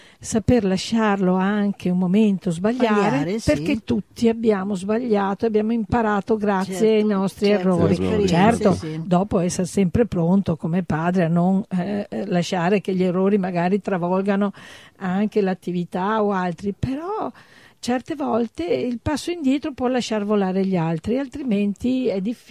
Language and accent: Italian; Treviso, Veneto, Italy; born there; io nata a Treviso, ho studiato al liceo Canova, il mio grande liceo qui trevigiano, però ho avuto l'esperienza padovana, ho studiato a Padova